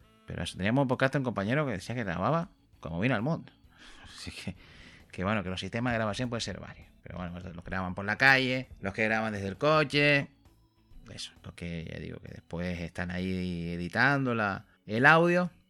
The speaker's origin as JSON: {"language": "Spanish", "region": "Canary Islands", "country": "Spain", "said": "nosotros que somos canarios nos cuesta porque está la S en medio, nosotros la S nos la solemos más comer la pronunciación."}